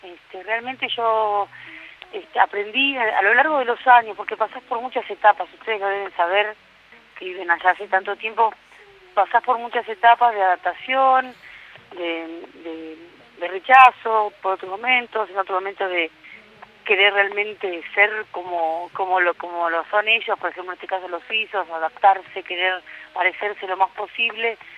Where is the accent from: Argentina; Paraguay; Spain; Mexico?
Argentina; Bariloche, Río Negro; moved away as an adult; now in Switzerland; yo nací en Buenos Aires y desde chiquitita, que digamos toda mi infancia y mi adolescencia, la pasé en Bariloche. Y me fui a Suiza desde Bariloche, sí.